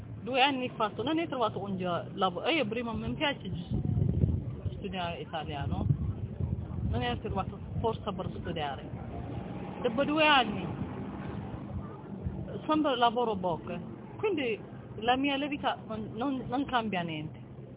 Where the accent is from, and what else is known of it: Eritrea; Italian is a second language; moved away as an adult; now in Italy